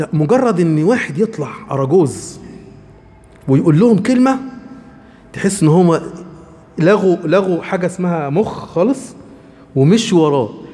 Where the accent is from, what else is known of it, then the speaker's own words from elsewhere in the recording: Egypt; لان انا مصري